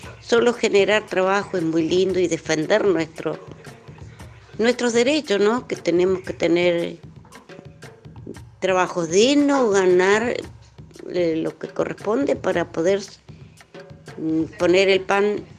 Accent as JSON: {"language": "Spanish", "country": "Argentina", "said": "Nosotros también somos gente y somos argentinos, somos ciudadanos"}